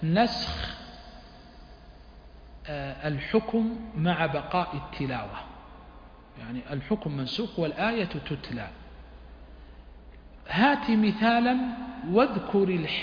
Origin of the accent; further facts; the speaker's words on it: Huraymila, Riyadh Province, Saudi Arabia; بين إخوتي وبين أهلي حريملاء هي بلدي ومسقط رأسي